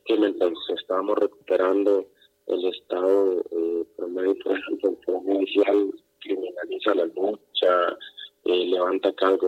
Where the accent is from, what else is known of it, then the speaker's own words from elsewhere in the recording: Salitre, Puntarenas, Costa Rica; yo soy del territorio en la Bribri de Salitre, del sur de Costa Rica. Mi clan es Tuadiwak.